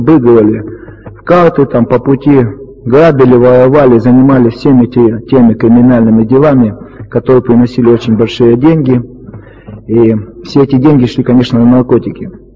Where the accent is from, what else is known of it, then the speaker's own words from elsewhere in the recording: Krasnoyarsk Krai, Russia; Я сам из Сибири, это юг Красноярского края, по национальности я китаец.